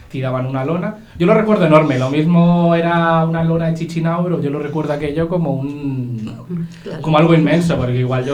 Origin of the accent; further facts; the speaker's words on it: Parla, Community of Madrid, Spain; born there; Yo nací en Parla, tengo esa vergüenza, pero yo cuando nací vivíamos en Parla. Yo soy medio parleño